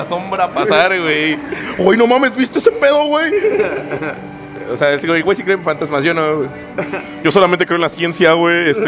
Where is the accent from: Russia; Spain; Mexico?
Mexico; Mexico City; Bueno, que todos somos del DF, somos extraños en este mundo porque quieras o no...